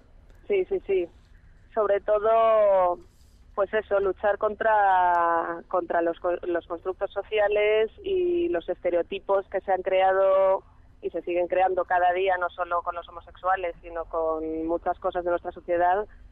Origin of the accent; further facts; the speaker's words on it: Madrid, Community of Madrid, Spain; moved away as an adult; also born or lived in London; las dos somos madrileñas, y las dos, a los 18 años, nos mudamos respectivamente, ella a Berlín y yo a Londres. Y allí, pues yo he vivido 5 años en Londres